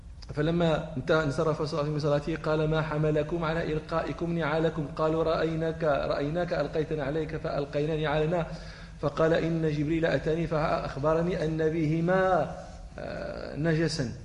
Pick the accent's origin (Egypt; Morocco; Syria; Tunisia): Morocco; إحنا الإبل في المغرب، عندنا في الجنوب المغربي